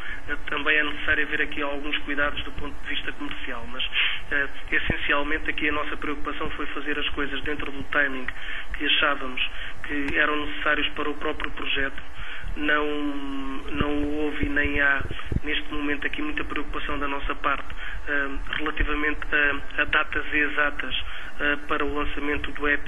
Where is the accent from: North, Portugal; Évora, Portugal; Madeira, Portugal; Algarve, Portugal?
Évora, Portugal; also born or lived in Lisbon; com L de Lisboa, que foi a cidade onde eu nasci, com o E de Évora, uma cidade que também me diz muito, que foi a cidade onde eu vivi alguns anos e cresci.